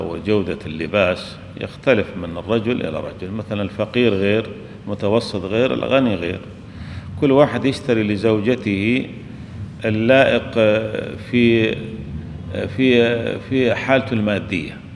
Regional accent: Syria; عندنا في سوريا يلبسون يسمون المانطو

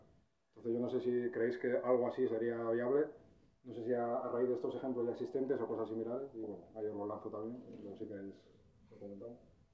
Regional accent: Piélagos, Cantabria, Spain; yo soy de Piélagos, por cierto

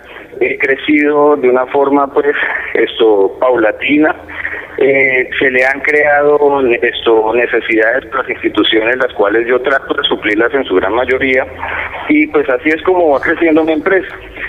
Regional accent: Cundinamarca, Colombia; Nosotros como colombianos, como cundinamarqueses, como vecinos que salimos de la Cundinamarca, salimos con esa capacidad de crear empresa.

